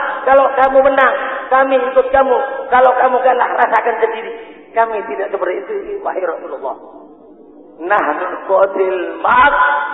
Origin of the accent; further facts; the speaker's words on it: Bangil, East Java, Indonesia; Bangil bagi saya tidak asing. Karena masa kecil saya di Bangil, pondok di Bangil.